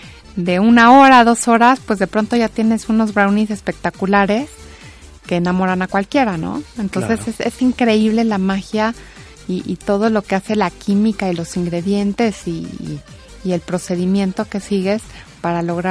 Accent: Mexico; Yo como mexicana te puedo decir que sí es la mejor

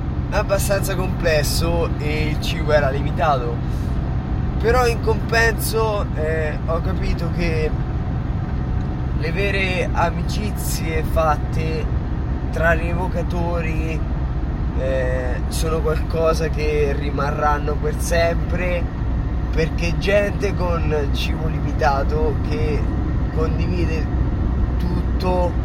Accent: Ascoli Piceno, Marche, Italy; Ascoli Piceno Marche Italy, una corriera delle nostre parti

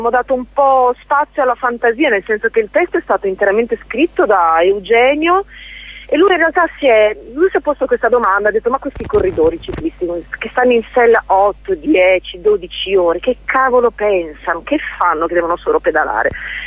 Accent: Emilia-Romagna, Italy; io sono romagnola

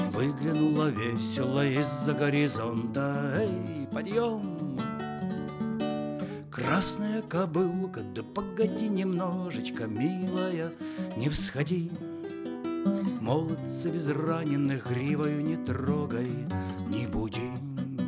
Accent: Lviv Oblast, Ukraine; first language Ukrainian; Russian is a second language; родом я с Львовщины, с Западной Украины. Мой родной язык украинский

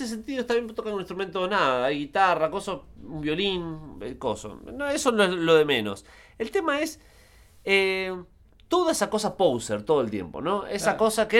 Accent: Zárate, Buenos Aires Province, Argentina; No, yo soy de Zárate. Bueno, que estoy más cerca que vos.

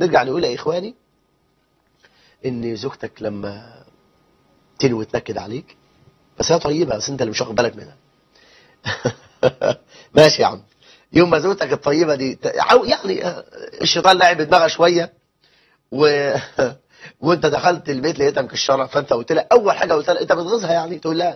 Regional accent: Egypt; ده إحنا عندنا في مصر 9 مليون امرأة مطلقة، و9 مليون بنت لم تتزوج

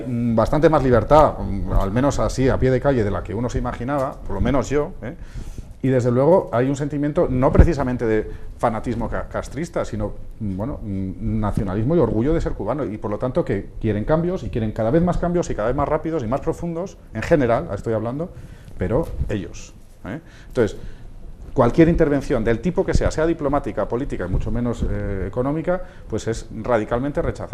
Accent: Spain; alterémonos como ciudadanos españoles preocupados por algo que sentimos que en realidad es nuestro

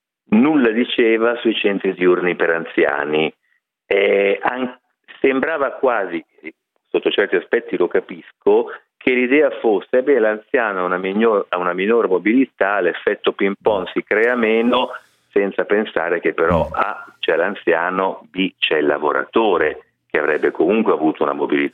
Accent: Milan, Lombardy, Italy; anche da milanese mi fa tanto tanto piacere

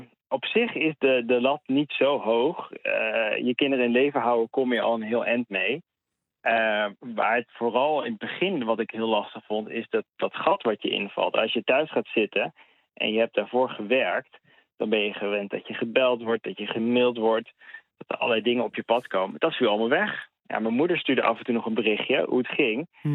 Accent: Barcelona, Catalonia, Spain; Ik zit er iets buiten, maar inderdaad, het is mijn thuisstad.

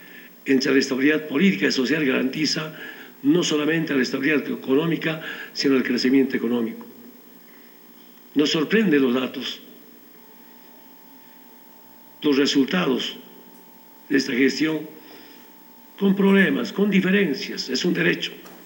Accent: Orinoca, Oruro, Bolivia; born there; A mi pueblo, quien me vio nacer, autoridad original de Orinoca

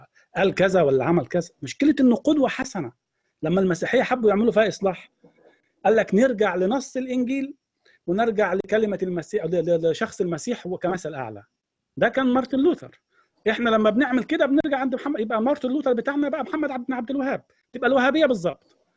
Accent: Egypt; إحنا الخمسة مصريين، إحنا الأربعة مصريين.

